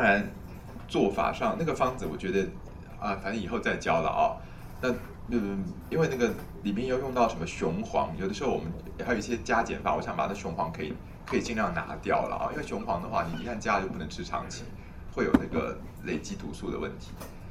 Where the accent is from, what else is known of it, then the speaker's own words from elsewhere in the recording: Taiwan; 我们今天台湾的人尤其不会气到吐血，我们台湾人都是气到